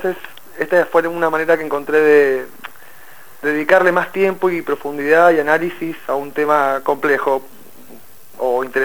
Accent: Mendoza, Argentina; now in Buenos Aires, Argentina; Soy mendocino, pero vivo hace 16 años acá, en Capital.

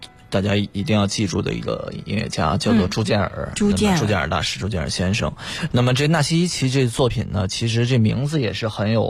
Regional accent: China; 就作为我们中国人来聆听啊

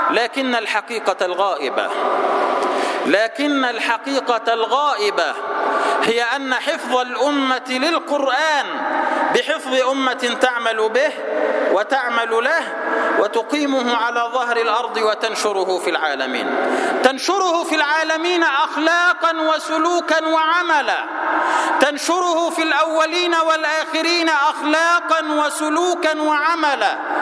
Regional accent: Egypt; اجعل بلدنا مصر سلما سلاما، أمنا أمانا

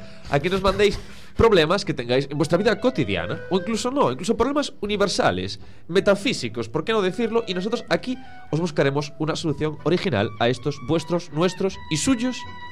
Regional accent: Argentina; Perdón, colgar, no coger. Es que vengo de Argentina.

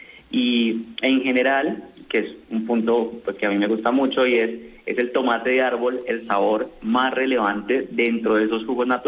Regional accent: Colombia; Y como colombianos, pues la verdad es que el primer gran insight o gran conclusión es que somos supremamente diversos.

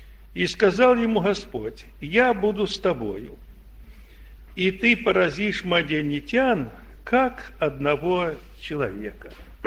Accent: Belgorod, Belgorod Oblast, Russia; Ты откуда? Я говорю, я с Белгорода.

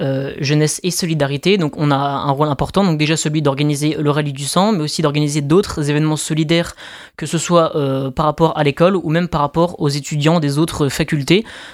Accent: Nancy, Grand Est, France; born there; Ben moi, je suis né à Nancy.

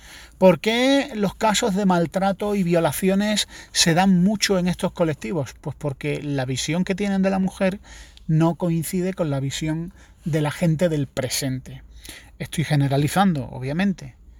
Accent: Andalusia, Spain; son más madrileños que yo, que soy andaluz.

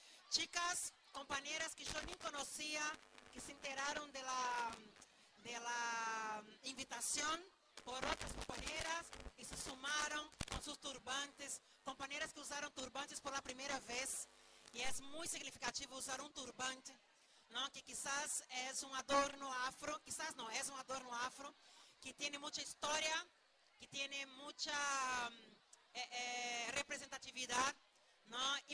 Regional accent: Brazil; Spanish is a second language; Yo soy brasileña y yo llamo de tsunami verde.

